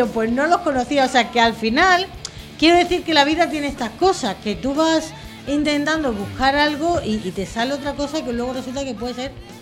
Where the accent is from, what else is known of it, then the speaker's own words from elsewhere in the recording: Extremadura, Spain; yo vengo de Extremadura y también me gusta tener gente de mi tierra también.